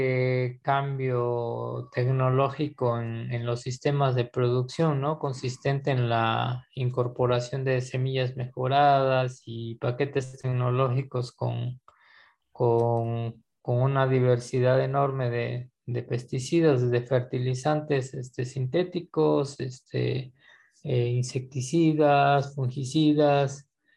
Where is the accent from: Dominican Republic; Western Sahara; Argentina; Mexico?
Mexico; Villaflores, Chiapas; born there; ¿verdad? Y nací en un ejido, una localidad del municipio de Villaflores, del estado de Chiapas, uno de los 135 municipios de todo el estado.